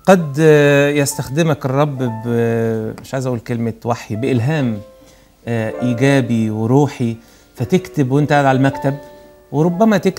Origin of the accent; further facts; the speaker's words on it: Sohag, Sohag Governorate, Egypt; وانت عارف ان انا صعيدي من سوهاج.